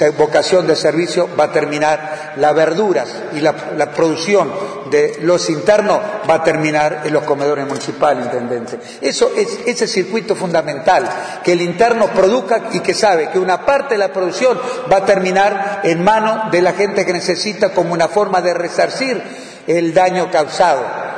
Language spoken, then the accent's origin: Spanish; Uruguay; como ciudadano, como uruguayo, como funcionario público, como director del INR